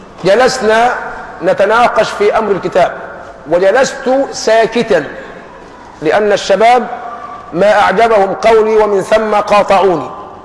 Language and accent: Arabic; Egypt; طبعا نحن كمصريين فينا العاطفة